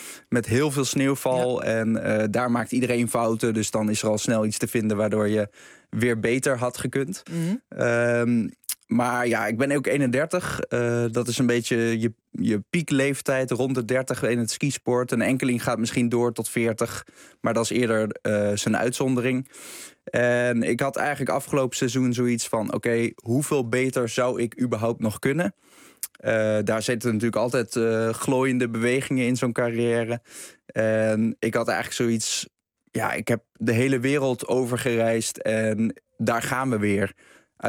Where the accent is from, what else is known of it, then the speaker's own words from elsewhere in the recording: Naarden, North Holland, Netherlands; Ik ben opgegroeid in Naarden.